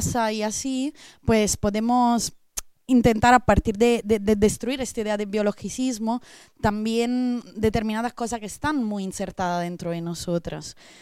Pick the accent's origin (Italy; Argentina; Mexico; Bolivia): Italy; Spanish is a second language; now in Spain; yo como italiana, que pero vivo desde hace 10 años en este otro estado